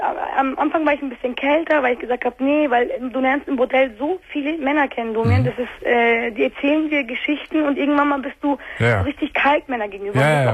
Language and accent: German; Turkey; ich bin auch Türkin.